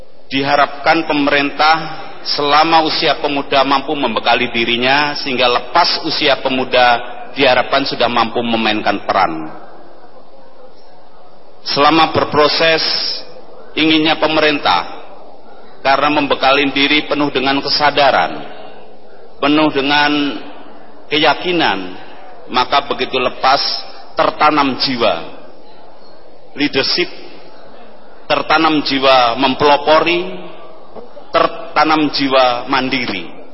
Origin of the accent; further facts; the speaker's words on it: Bantul, Special Region of Yogyakarta, Indonesia; Asli saya dari Bantul, Pak.